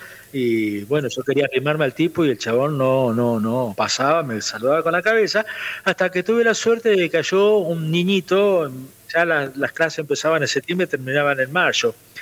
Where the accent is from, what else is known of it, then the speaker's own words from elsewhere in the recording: La Pampa, Argentina; Y yo le decía, soy de La Pampa, y queda lejos ese país, maestrito